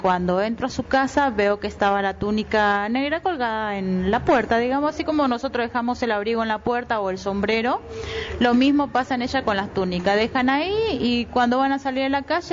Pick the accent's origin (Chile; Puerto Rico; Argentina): Argentina; northern Argentina; Cuando niña bailé samba brasilera, bailaba en los carnavales en mi provincia. Yo soy del norte de Argentina.